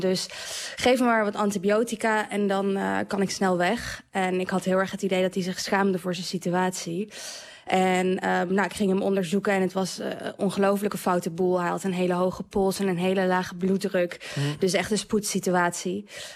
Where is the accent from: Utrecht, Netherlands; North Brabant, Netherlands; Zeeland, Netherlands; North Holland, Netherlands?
Zeeland, Netherlands; ik kwam uit Zeeland.